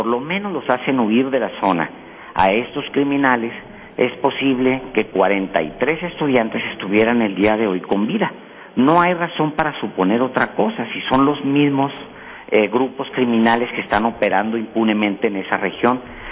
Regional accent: Mexico; la única información que nosotros tenemos como mexicanos

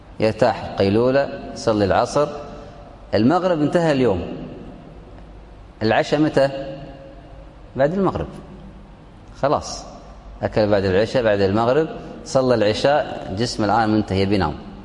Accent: Kuwait; عندنا في الكويت صلاة الفجر

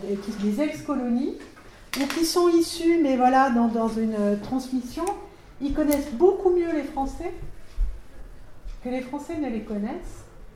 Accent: France; je suis française d'origine. Je suis française d'origine, mais je ne suis pas d'origine française.

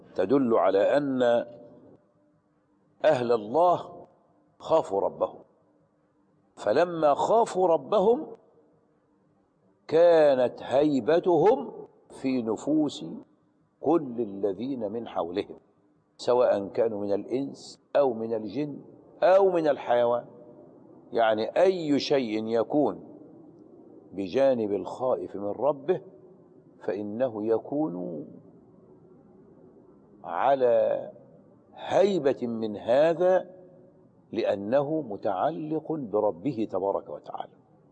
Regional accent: Aghour, Qalyubia, Egypt; ونحن في الجامع الكبير هناك في أجهور بلدتنا.

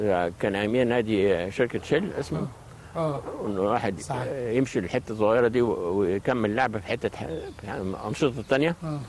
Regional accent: Heliopolis, Cairo Governorate, Egypt; born there; انا اتولدت في مصر الجديده.

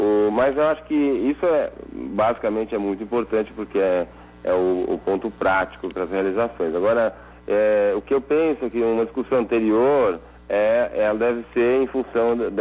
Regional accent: São Paulo, Brazil; Eu sou de São Paulo, aqui São Paulo capital mesmo.

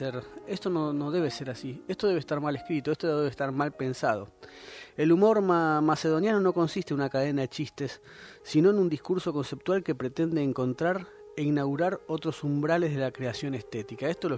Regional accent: Buenos Aires, Argentina; Cómo deberíamos ser los porteños

